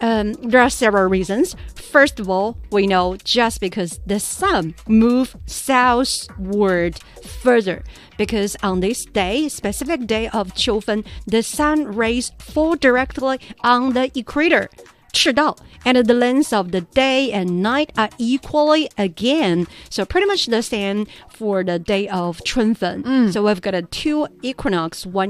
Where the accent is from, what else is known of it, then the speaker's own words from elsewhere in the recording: Sichuan, China; because my hometown is in Sichuan